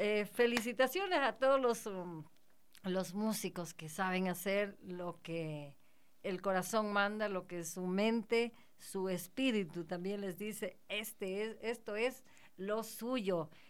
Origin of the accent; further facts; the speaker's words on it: Ecuador; no deje lo nuestro, lo que nos identifica como ecuatorianos.